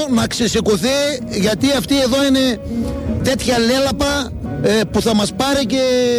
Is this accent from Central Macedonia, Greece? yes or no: no; Proastio, Thessaly, Greece; Προαστίου Καρδίτσας.